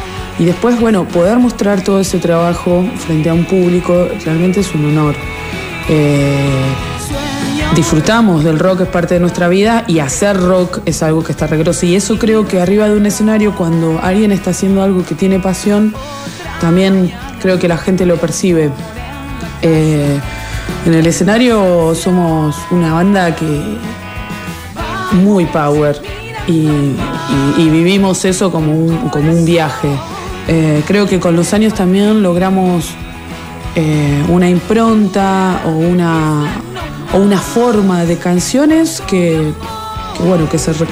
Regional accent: Mar del Plata, Buenos Aires Province, Argentina; now in Buenos Aires, Argentina; de los originals ahora quedo yo … que soy de Mar del Plata.

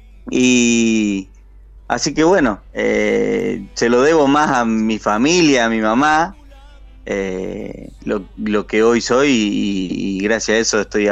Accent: Marcos Juárez, Córdoba, Argentina; Sí, estoy un poco alejado de lo que es la Córdoba capital, por eso no tengo la tonada

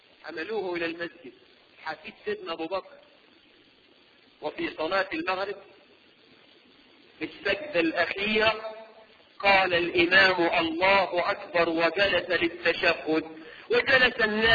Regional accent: Egypt; احنا كمصريين

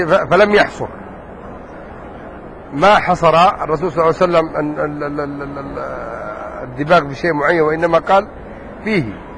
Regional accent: Yemen; لا انا يمني مش في السعوديه

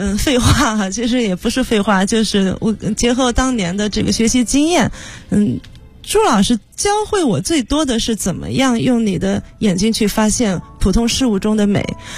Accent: Nanjing, Jiangsu, China; 如果说最大的缘分，可能我们都是南京人。

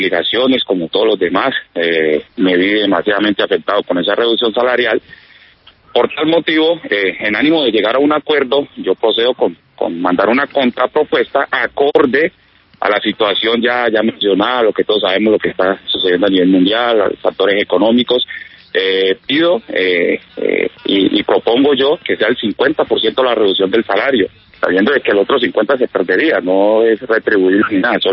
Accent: Guachené, Cauca, Colombia; also born or lived in Villavicencio; Se separan mis padres y se regresa mi mamá para donde somos todos, en mi familia, de Guachené, Cauca.

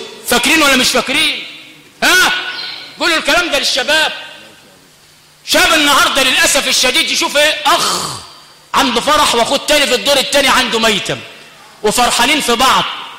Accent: Sharqia Governorate, Egypt; تمشي تاني تلاقي واحد كاتب عندنا في الشرقية وعندكم في الغربية المنزل للبيع لسوء الجوار

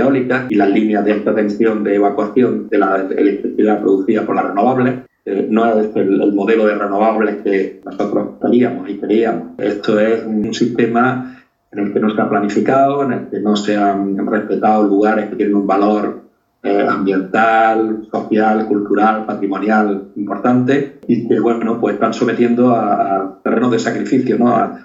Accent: Andalusia, Spain; mi niñez pues fue en Cortijo y en la Sierra de Filabre, en la que era una economía de subsistencia, es decir, prácticamente de autoconsumo.

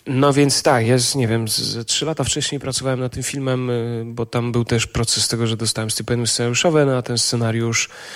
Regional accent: eastern Poland, Poland; Ja jestem ze wschodniej Polski

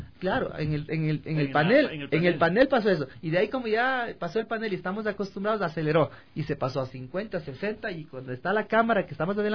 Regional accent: Quito, Pichincha, Ecuador; Nosotros, acostumbrados al radar de acá, como quiteños, vamos a Ambato y vemos el número.

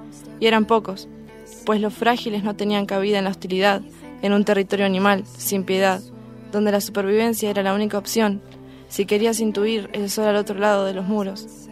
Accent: Bariloche, Río Negro, Argentina; de Bariloche.

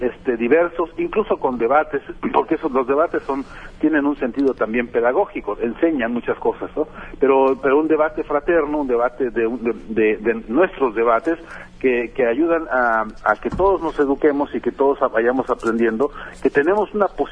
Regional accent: Mexico; ¿cómo no vamos a saber qué hacer ante eso los mexicanos que somos hijos de Emiliano Zapata, ¿no?

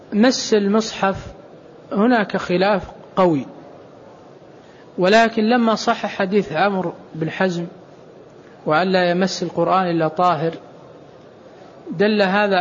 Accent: Saudi Arabia; لكن أحيانا أنا ألاحظ عندنا في السعودية مثلا غالب الناس يتمتع

